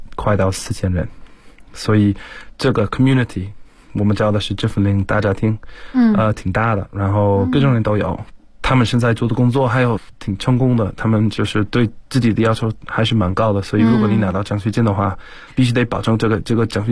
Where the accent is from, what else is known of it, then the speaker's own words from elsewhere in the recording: South East England, United Kingdom; Chinese is a second language; now in China; 我来自英国肯特郡，在中国差不多已经要7年左右。